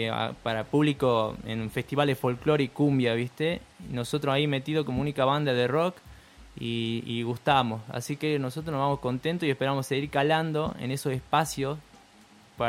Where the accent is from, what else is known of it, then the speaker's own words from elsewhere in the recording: Perico, Jujuy, Argentina; Somos de Perico, para el que no lo sabían.